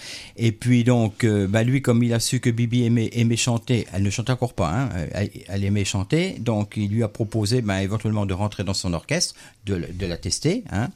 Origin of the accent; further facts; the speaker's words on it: Joinville, Grand Est, France; also born or lived in Saint-Dizier; donc je suis né uniquement à Saint-Dizier. Après, je suis venu habiter à Joinville.